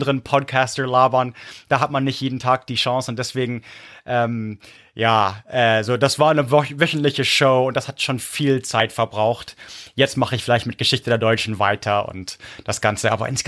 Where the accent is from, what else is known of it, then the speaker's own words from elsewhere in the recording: Munich, Bavaria, Germany; also born or lived in Prague, Czech Republic; Ihr seid als Münchner Snob aufgewachsen, dann nochmal 10 Jahre Prag.